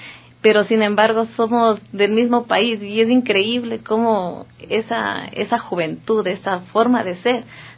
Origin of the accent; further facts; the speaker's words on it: Ecuador; creo que como ecuatorianos somos muy amables, somos muy colaboradores